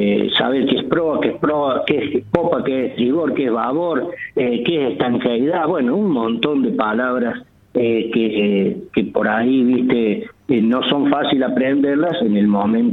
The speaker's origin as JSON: {"language": "Spanish", "town": "Arroyito", "region": "Córdoba", "country": "Argentina", "tie": "born or raised there", "said": "yo volví a mi pueblo, yo vivía en ese tiempo en Arroyito, en pueblo natal, allá en Arroyito"}